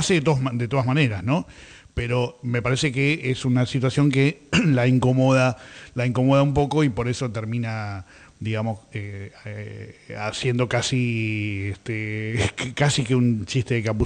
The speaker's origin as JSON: {"language": "Spanish", "region": "Buenos Aires", "country": "Argentina", "said": "Y Mataderos estamos ahí en el medio, pero somos de acá. Somos de Buenos"}